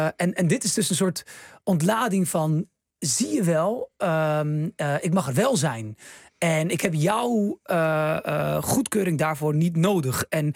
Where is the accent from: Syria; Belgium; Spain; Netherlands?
Netherlands; born there; Ja, ik heb Marokkaanse roots. Ik ben geboren in Nederland, maar al mijn broers en zussen in Marokko.